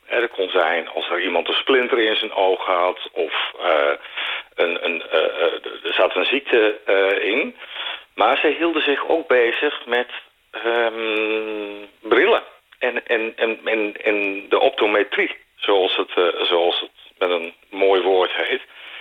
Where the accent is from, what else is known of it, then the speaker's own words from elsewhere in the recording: Netherlands; dan zijn we Nederlanders